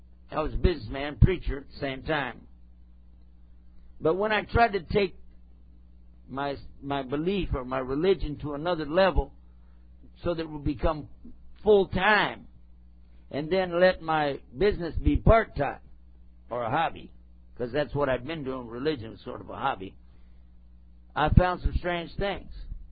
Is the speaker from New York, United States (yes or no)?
no; El Paso, Texas, United States; I'm back in my hometown, my home state anyway, and I can speak Texan and everybody knows what I'm talking about.